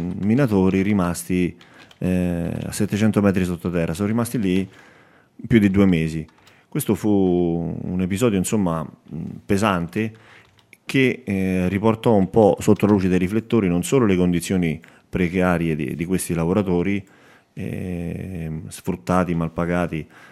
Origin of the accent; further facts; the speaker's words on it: Petrella Salto, Lazio, Italy; also born or lived in Rome; Io vengo da Petrella Salto, quindi i miei genitori sono originari di lì, anche se io sono nato a Trastevere perché per via del lavoro che faceva all'epoca mio padre. E quindi io vivo da 20 anni ormai in maniera stabile in un paese dell'Appennino laziale, a un'oretta da Roma.